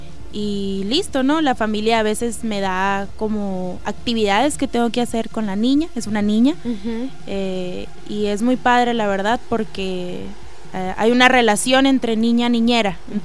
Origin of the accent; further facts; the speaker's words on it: Mexico; en México sí es como... Es mejor, ahí trabajo con... Sí, viva, claro, México. Porque estoy en mi país